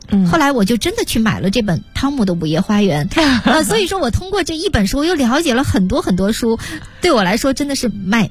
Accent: China; 《诗经》那真是我们中国人的国粹国宝。

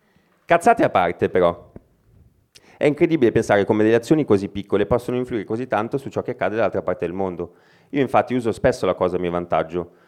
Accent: Milan, Lombardy, Italy; sono di Milano.

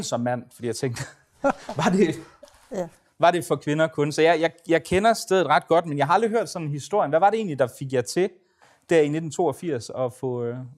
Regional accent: Aarhus, Central Denmark Region, Denmark; jeg kommer jo selv fra Aarhus. Jeg gik i skole på Elis Schmidt skole, der ligger 100 meter fra, nej, det passer ikke, 500 meter fra, fra Kvindemuseet dengang.

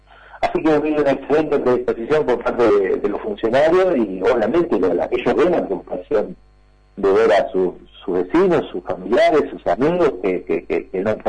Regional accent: Argentina; También como somos los argentinos, nunca hacemos del todo bien las cosas

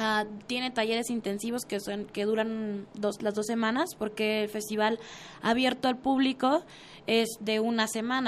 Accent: Hermosillo, Sonora, Mexico; Sí, soy de Hermosillo, Sonora, del desierto.

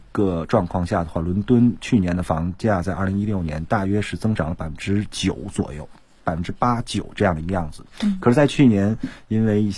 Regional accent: China; 贯穿整个英国南北的这样的一个地图上，我们中国人要将给他修高铁。

